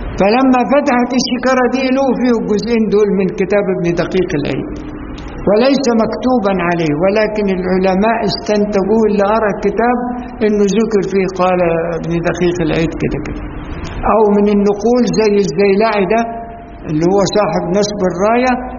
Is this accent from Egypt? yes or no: yes; Egypt; كلمة الدشت دي احنا كمصريين نعرفها ان هي يعني الورق المرمي مهمل